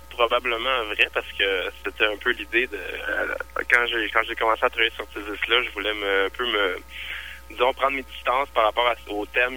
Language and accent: French; Quebec, Canada; vu que je suis québécois puis je suis francophone